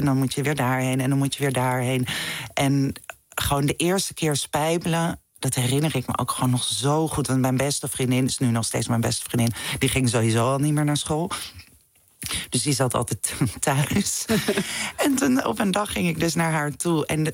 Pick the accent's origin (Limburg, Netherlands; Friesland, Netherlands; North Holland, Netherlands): North Holland, Netherlands; Amsterdam; Ik ben geboren in de Jordaan in Amsterdam. Maar toen zijn we naar Zuid verhuisd, naar de Johannes Verhulstraat.